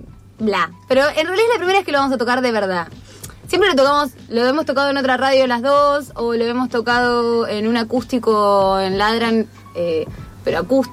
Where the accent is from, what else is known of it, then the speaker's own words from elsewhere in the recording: Avellaneda, Buenos Aires Province, Argentina; also born or lived in Entre Ríos / Paraná; Nací en Avellaneda. A los 11 me fui a Entre Ríos. 12 años me fui a Entre Ríos. De Entre Ríos me fui a Paraná y de Paraná volví para acá. Esa es mi historia. Pero ahora vivo acá y alquilo en Avellaneda donde nací.